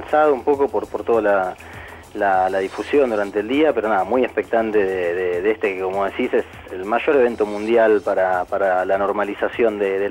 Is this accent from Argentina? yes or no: yes; Argentina; nosotros como argentinos